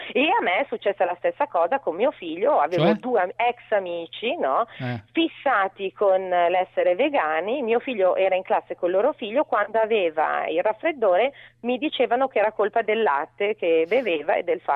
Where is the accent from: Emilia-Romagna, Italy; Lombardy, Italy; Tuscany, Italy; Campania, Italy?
Lombardy, Italy; Milan; io vengo, provengo da Milano